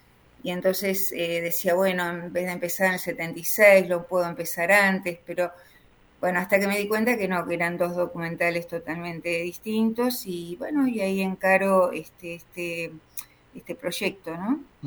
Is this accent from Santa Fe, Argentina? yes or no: no; Ingeniero White, Buenos Aires Province, Argentina; mi pueblo de origen. Mi pueblo de origen es Ingeniero Guay, el puerto de Bahía Blanca.